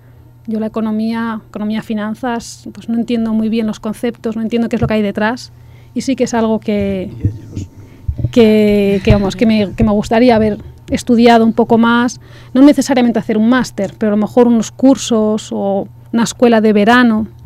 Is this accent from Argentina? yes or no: no; Valencian Community, Spain; italiano y valenciano, / catalán, uh-huh, porque el nombre oficial es catalán a pesar de que bueno, yo soy valenciana. Y ahora estoy estudiando el croata.